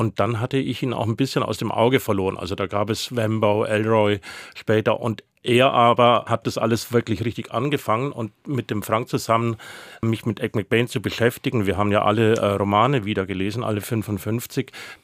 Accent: Bavaria, Germany; Also ich bin im Allgäu aufgewachsen

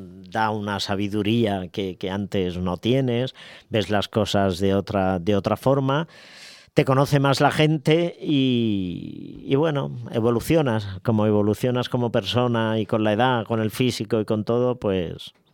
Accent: Alcázar de San Juan, Castilla-La Mancha, Spain; En mi pueblo, en mi ciudad, Alcázar de San Juan, me quieren mucho

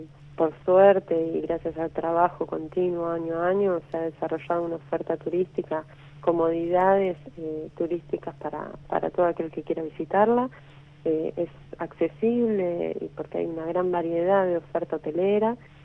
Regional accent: Ushuaia, Tierra del Fuego, Argentina; No, yo soy nacida aquí en Ushuaia.

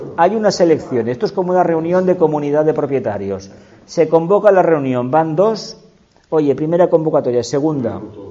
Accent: Andalusia, Spain; Lo sé porque yo procedo de Andalucía y me han dicho que eso es mentira.

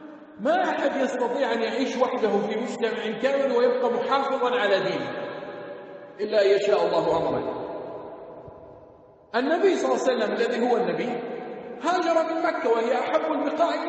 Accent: Jordan; واحد هنا عندنا في الأردن على المنبر اتهم الشيخ بهذا

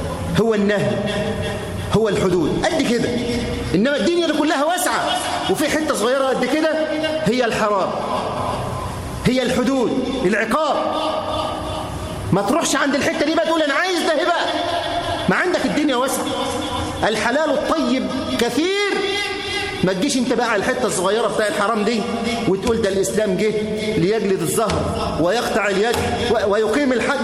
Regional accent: Egypt; اللهم احفظ بلدنا مصر من كل مكروه وسوء

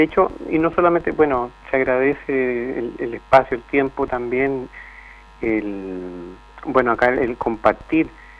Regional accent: Puente Alto, Santiago Metropolitan, Chile; born there; also born or lived in Valparaíso; now in Quellón, Chile; yo soy puentealtino y voy a seguir siendo puentealtino toda la vida de nacimiento, soy porteño corazón, yo añoro, mi cuerpo se divide en varias partes, mis chakras se abren y se trasladan entre Puente Alto y Valparaíso, y hoy día soy quellonino chilote

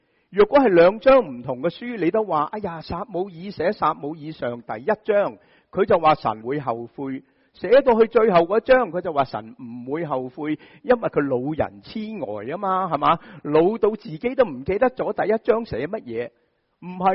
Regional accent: Shanghai, China; 我哋上海人就会讲乜嘢啊

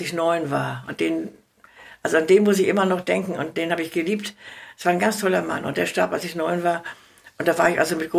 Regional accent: Rügenwalde, West Pomeranian Voivodeship, Poland; Ich komme aus Pommern. Aus Hinterpommern, bin ich sehr stolz drauf. Jawohl, ich bin eine Pomeranze. Und zwar da oben, mein Ort heißt Rügenwalder Teewurst, sagt ihr vielleicht was.

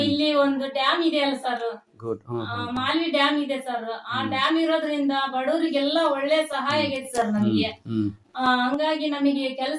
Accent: Katrahalli, Karnataka, India; ಅಂದ್ರೆ ನಮ್ಮ ಊರಲ್ಲಿ ಐತಿ ಕಾಟ್ರಹಳ್ಳಿಯಲ್ಲಿ ನೀರಾವರಿ ಇದೆ ಸರ್.

